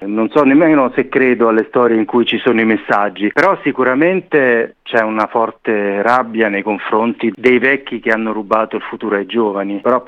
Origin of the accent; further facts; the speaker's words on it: Lazio, Italy; Siamo tutti di un gruppo, diciamo, formato intorno ai castelli romani, ma eravamo tutti, come si dice qui, dei burini. Siamo cresciuti fuori Roma